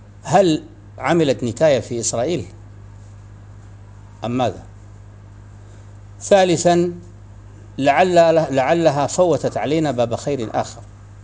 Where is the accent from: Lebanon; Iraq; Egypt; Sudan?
Sudan; عندنا في السودان يعني استعمال نحن نسميه التنباك